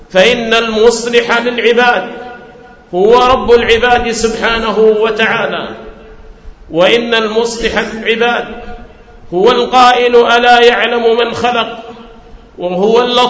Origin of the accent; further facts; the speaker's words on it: Hadhramaut, Yemen; أن جعل في بلادي حضرموت دعاة على بصيرة، دعاة على علم